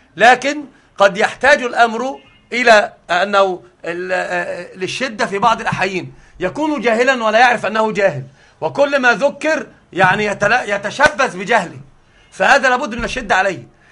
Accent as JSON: {"language": "Arabic", "town": "Alexandria", "region": "Alexandria Governorate", "country": "Egypt", "tie": "born or raised there", "said": "الأصل أنا صعيدي أصالة، وطبعا أنا ما أعرفش حاجة عن الصعيد. أنا أصل كل شيء حياتي كلها في الإسكندرية"}